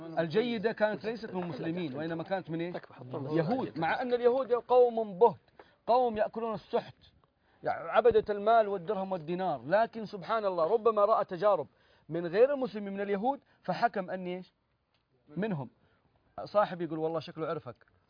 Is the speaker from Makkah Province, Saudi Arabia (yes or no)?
yes; Jeddah, Makkah Province, Saudi Arabia; فإحنا عندنا في جدة لها اسم ثاني